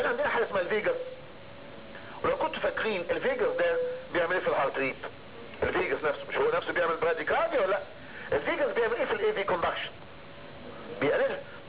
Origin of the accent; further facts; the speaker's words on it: Egypt; ودول اشهر تو بيتا بلوكر عندنا في مصر بيستخدموا